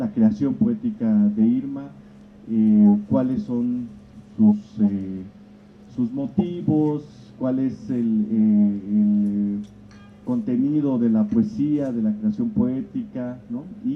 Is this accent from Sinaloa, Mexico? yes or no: no; Juchitán, Oaxaca, Mexico; yo soy historiador, soy de Juchitán, Oaxaca, de la vuelta a la esquina.